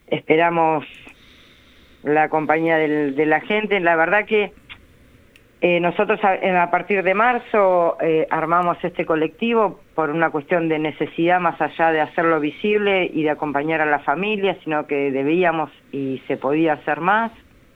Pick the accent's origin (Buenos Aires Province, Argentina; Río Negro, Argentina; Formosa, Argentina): Buenos Aires Province, Argentina; Necochea; Yo soy de Necochea.